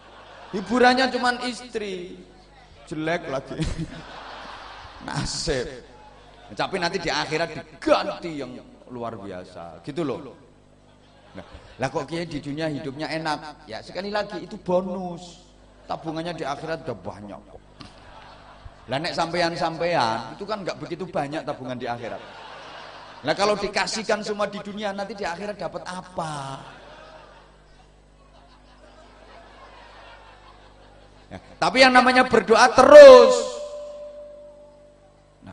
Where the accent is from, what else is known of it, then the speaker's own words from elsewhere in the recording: Java, Indonesia; Kalau saya orang Jawa.